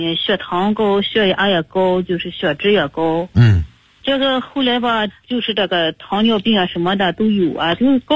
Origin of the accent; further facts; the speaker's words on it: Shandong, China; now in Beijing, China; 我老家山东那边的。